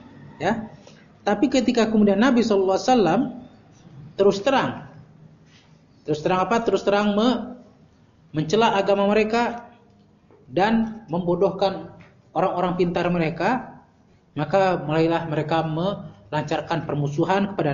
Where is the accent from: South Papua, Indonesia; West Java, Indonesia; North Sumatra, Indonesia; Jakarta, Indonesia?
West Java, Indonesia; Ya ke orang Sunda, ya bukan tasabuk lah, saya orang Sunda. Ya. Sunda asli, USA ya, orang Sunda asli.